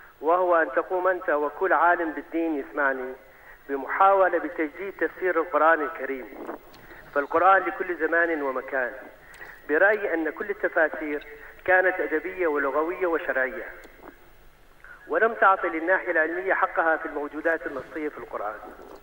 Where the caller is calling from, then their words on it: Deir ez-Zor, Deir ez-Zor Governorate, Syria; من سوريا دير الزور.